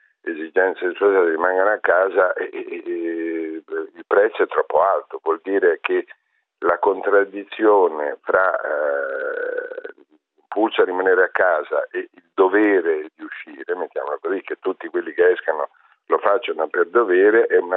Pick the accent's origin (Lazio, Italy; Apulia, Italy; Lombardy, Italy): Lombardy, Italy; Milan; lo dico da milanese ma anche da italiano